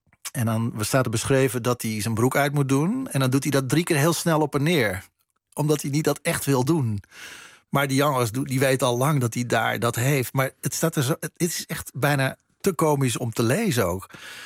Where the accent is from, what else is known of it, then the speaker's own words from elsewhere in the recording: Netherlands; Want ze wisten dat ik uit Nederland kwam.